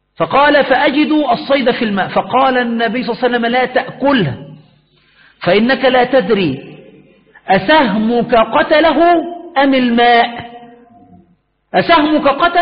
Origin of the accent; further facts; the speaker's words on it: Egypt; وهذا المسألة معروف عندنا في مصر